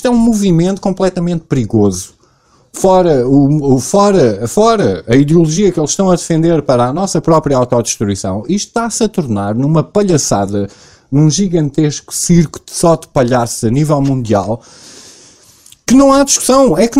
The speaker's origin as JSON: {"language": "Portuguese", "country": "Portugal", "said": "Mas eu sou português, né? Eu não posso. Eu estou no meu país"}